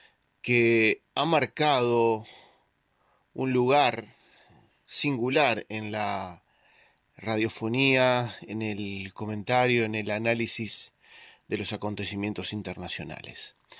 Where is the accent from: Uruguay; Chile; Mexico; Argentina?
Uruguay; Nosotros, como uruguayos de origen armenio, estamos siempre atentos a lo que pasa.